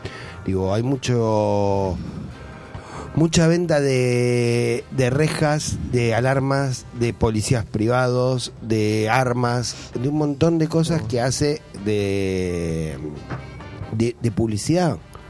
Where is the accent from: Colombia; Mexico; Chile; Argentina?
Argentina; Avellaneda, Buenos Aires Province; born there; Que antiguamente en los barrios, yo nací en Avellaneda, y a las 6 de la tarde los abuelos salían todos a sentarse en la vereda